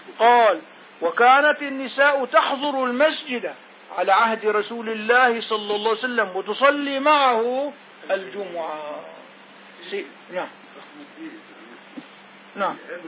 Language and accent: Arabic; Syria; في هلا في جامع عندنا بسوريا بيسع الناس كلها